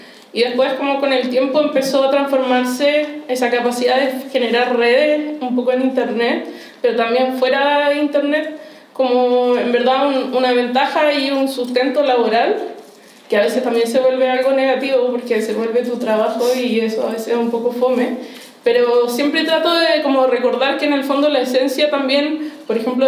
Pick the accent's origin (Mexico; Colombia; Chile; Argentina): Chile; Hualqui, Biobío; Yo soy de Concepción, específicamente de Hualqui, que es como un pueblo chico que queda afuera